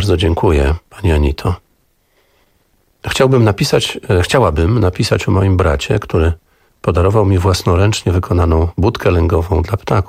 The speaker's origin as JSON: {"language": "Polish", "region": "Pomeranian Voivodeship", "country": "Poland", "said": "ozdobiony po kociewsku, bo pochodzimy z tego regionu Polski"}